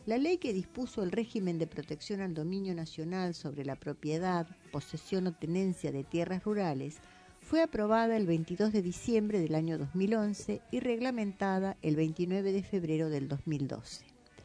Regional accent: Argentina; nosotros como argentinos contamos con la pampa húmeda

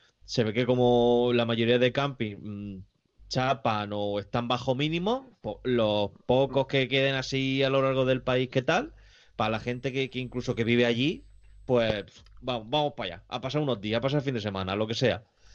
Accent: Murcia, Region of Murcia, Spain; como soy de Murcia y aquí nunca yo nieva

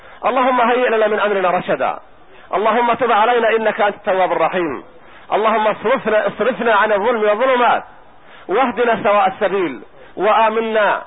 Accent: Palestine; وأهل بلدي فلسطين

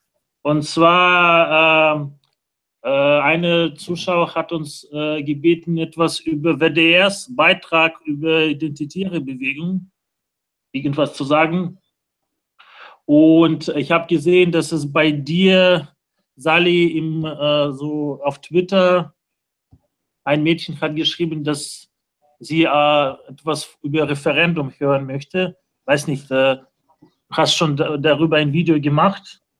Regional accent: Moscow, Russia; ich komme selbst aus Russland, komme so aus Moskau.

